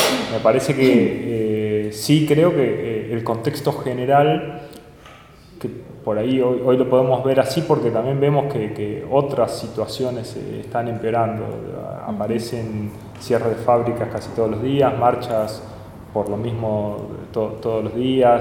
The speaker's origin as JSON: {"language": "Spanish", "town": "La Plata", "region": "Buenos Aires Province", "country": "Argentina", "said": "los que somos de acá de La Plata"}